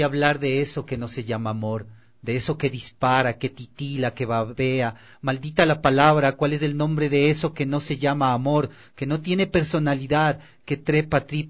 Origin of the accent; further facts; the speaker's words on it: Quito, Pichincha, Ecuador; los racistas que somos los quiteños